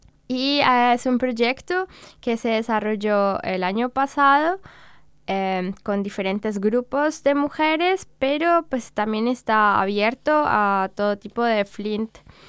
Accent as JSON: {"language": "Spanish", "country": "Colombia", "lives_now": "Leipzig, Germany", "said": "vengo de Colombia, pero trabajo en Leipzig como referente de trabajo educativo político y vivo acá ya hace unos 3 años."}